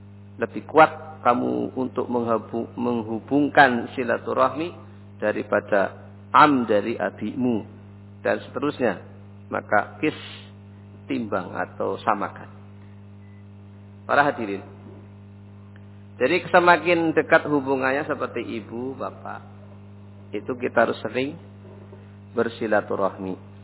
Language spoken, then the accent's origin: Indonesian; Java, Indonesia; Nah, bahasa kita wong Jawa.